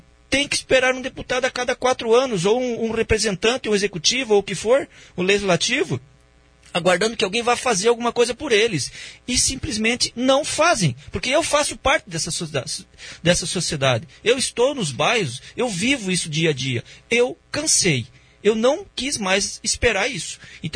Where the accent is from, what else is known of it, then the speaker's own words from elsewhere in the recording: Foz do Iguaçu, Paraná, Brazil; Eu sou nascido em Foz do Iguaçu. Eu sou de Foz do Iguaçu.